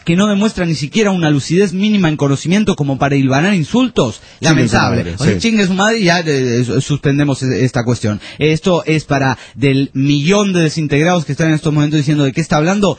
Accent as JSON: {"language": "Spanish", "town": "Juliaca", "region": "Puno", "country": "Peru", "said": "de Juliaca, Perú."}